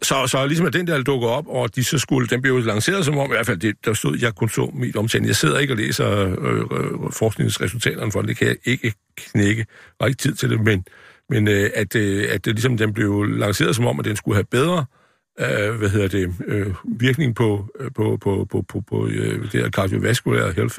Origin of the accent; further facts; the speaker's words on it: Kolding, Region of Southern Denmark, Denmark; Jeg kommer fra Kolding, ikke?